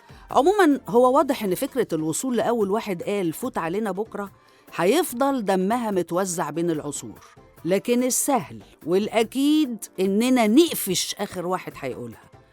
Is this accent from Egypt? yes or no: yes; Egypt; وكعادتنا كمصريين هوايتنا الاختصار والاختزال في كل حاجة